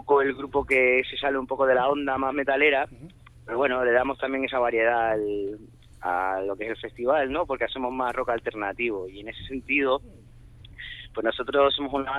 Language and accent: Spanish; Tenerife, Canary Islands, Spain; now in Madrid, Spain; aunque, bueno, yo soy de Tenerife